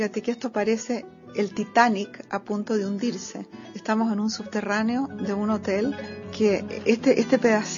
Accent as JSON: {"language": "Spanish", "region": "La Paz", "country": "Bolivia", "lives_now": "Sweden", "said": "Soy de Bolivia."}